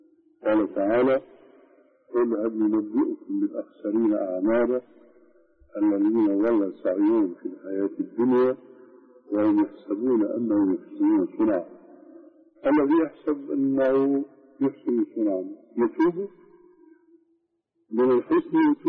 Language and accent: Arabic; Syria; اليوم مثلا عندنا في الشام سنة رتيبة من أذان